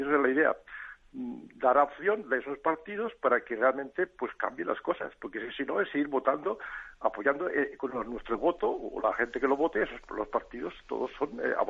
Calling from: Granada, Andalusia, Spain; de Granada.

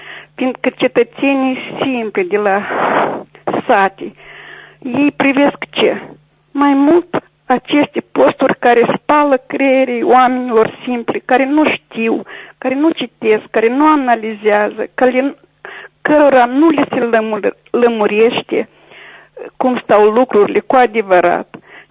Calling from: Chișinău, Moldova; din Chișinău.

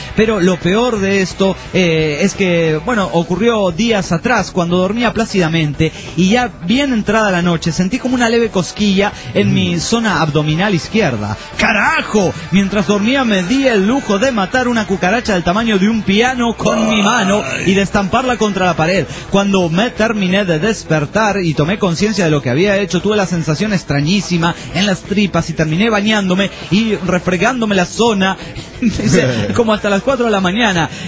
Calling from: Villahermosa, Tabasco, Mexico; de Villahermosa, Tabasco, México.

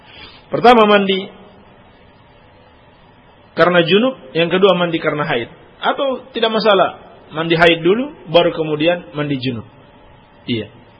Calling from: Cikoneng, West Java, Indonesia; Saya dari Sindang Sari, Cikoneng

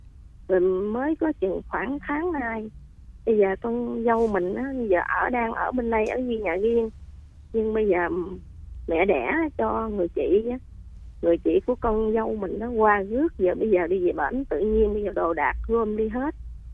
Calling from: Vietnam; Từ Sóc Trăng.

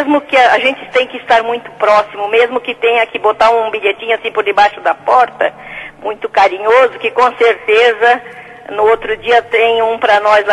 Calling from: Xaxim, Santa Catarina, Brazil; Falo do Xaxim.

